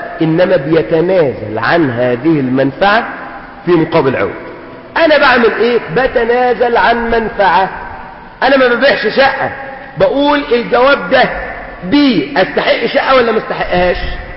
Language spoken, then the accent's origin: Arabic; Suez, Suez Governorate, Egypt; لو بنوا عندنا في السويس البنى فين؟